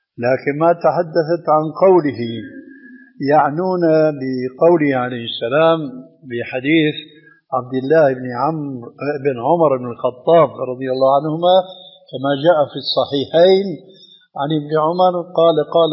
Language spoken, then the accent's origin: Arabic; Syria; عندنا في الشام يسمى المقدم بالتذكير، ويقلب الذال إلى دال بيقول التذكير.